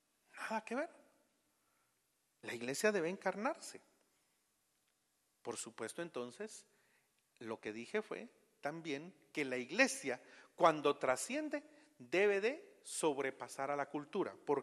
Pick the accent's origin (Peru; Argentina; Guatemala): Guatemala; lo mejor sería para nosotros expresarnos como guatemaltecos en nuestra adoración y no imitar.